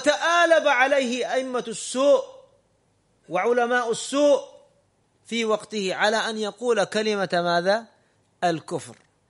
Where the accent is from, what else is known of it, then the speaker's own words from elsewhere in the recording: Saudi Arabia; هذا بعض الدعاة عندنا في السعودية وغيرهم